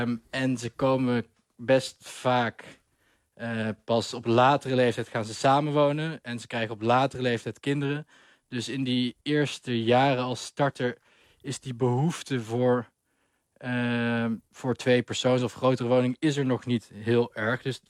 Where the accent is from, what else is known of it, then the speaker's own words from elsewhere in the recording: Netherlands; En dat vinden wij als Nederlanders natuurlijk een beetje krom.